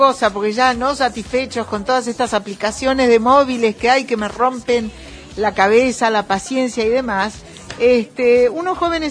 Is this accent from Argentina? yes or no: yes; Argentina; A ver, yo como soy, una muchacha argentina.